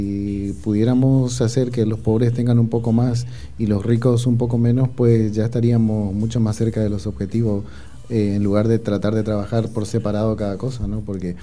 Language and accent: Spanish; Argentina; uno que viene como de Argentina también, un país deprimido